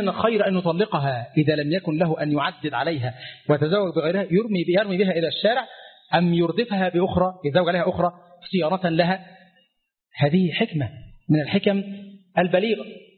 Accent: Egypt

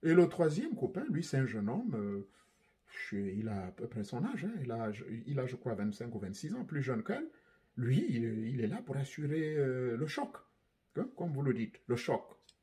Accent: Gabon; chez moi, au Gabon

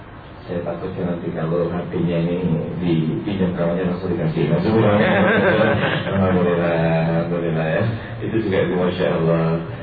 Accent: Lamongan, East Java, Indonesia; Karena kata di lamongan daerah saya itu 12 tahun.

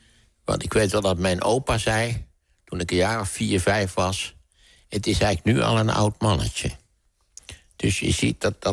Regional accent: Netherlands; born there; Ten eerste ben ik in Nederland geboren, weliswaar midden in de Tweede Wereldoorlog.

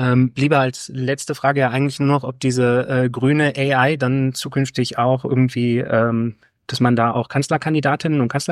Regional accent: Baden-Württemberg, Germany; Ich meine, ich komme jetzt aus dem Landkreis Böblingen, ne? Hallo nach Stuttgart, an die große Stadt nebenan.

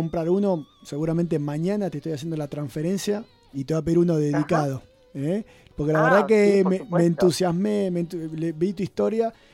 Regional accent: Buenos Aires, Argentina; now in Bariloche, Argentina; yo soy porteño, pero hace más de 20 años que estoy en Bariloche y ya me siento más barilochense.

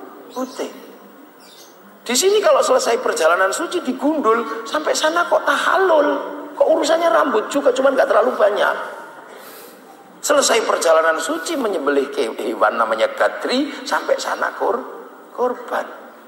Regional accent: Medan, North Sumatra, Indonesia; Bapak tahu saya dari Medan.

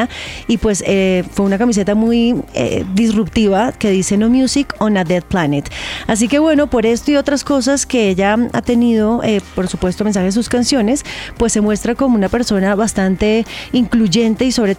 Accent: Bogotá, Bogotá D.C., Colombia; ella es más paisa que yo, porque por supuesto yo soy Rola

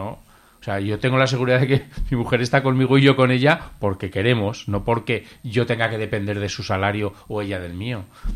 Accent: Zaragoza, Aragon, Spain; En mi casa, yo soy de Zaragoza, ¿no?

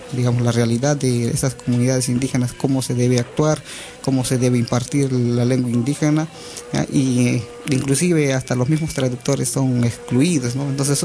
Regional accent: Central Amazon, Peru; está ubicada en la Amazonía Central del Perú, que lo conocen bastante como Selva Central

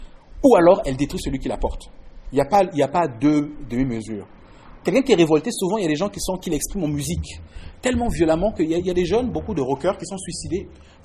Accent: Quebec, Canada; douter de notre capacité, notre en tant que Québécois, à se révolter.

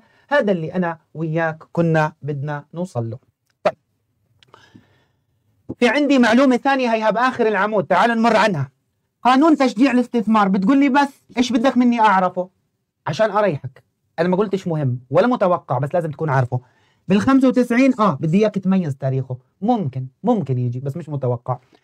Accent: Jordan; راح أصدمك كمان شوي إنه عندنا بالأردن 13,000 موقع أثري مسجل

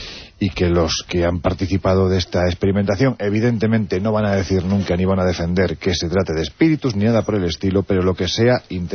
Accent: Andalusia, Spain; Ya sé que soy andaluz sin gracia.

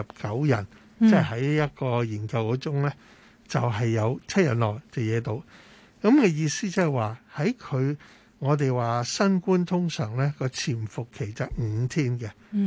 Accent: Hong Kong

